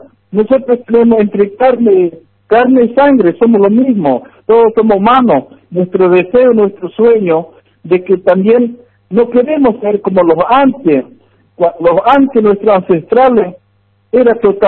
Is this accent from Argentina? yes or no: yes; Argentina; Mi DNI, identificación como argentino ciudadano en la provincia.